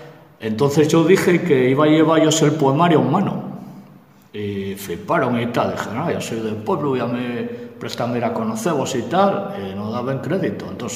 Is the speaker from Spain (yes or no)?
yes; Carbayín, Asturias, Spain; also born or lived in Vimenes; yo nací en Vimenes, fui para Carballín con meses, y yo, mi padre, mi abuelo era de Quintes, de Villa Viciosa, pero fue a trabajar a la mina Saús